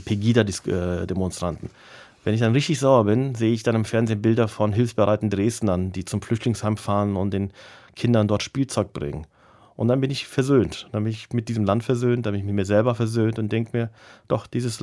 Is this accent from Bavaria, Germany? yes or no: no; North Rhine-Westphalia, Germany; du als Türke kannst da nicht mitreden oder geh doch zurück in deine Heimat. Und mit Heimat meinen sie dann die Türkei und nicht das Siegerland, wo ich herkomme.